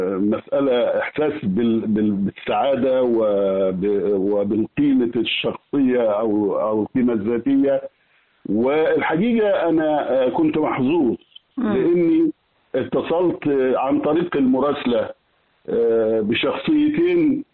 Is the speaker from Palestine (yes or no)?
no; Al-Hamamiya, Asyut Governorate, Egypt; قريه الهمامية التابعه لمركز البدائل بمحافظة أسيوط.